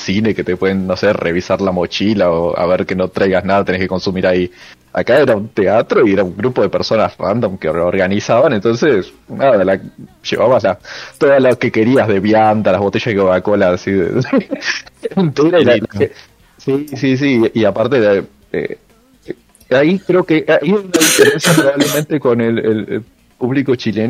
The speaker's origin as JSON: {"language": "Spanish", "region": "Buenos Aires", "country": "Argentina", "said": "quizás soy muy porteño. Sino también porteño."}